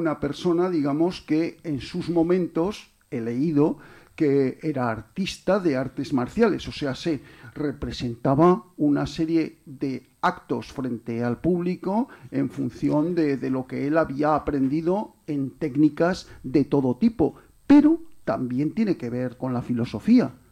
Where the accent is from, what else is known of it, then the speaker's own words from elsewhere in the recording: Pedrola, Aragon, Spain; yo no soy de Zaragoza, que soy de un pueblecito de aquí al lado de Pedrola.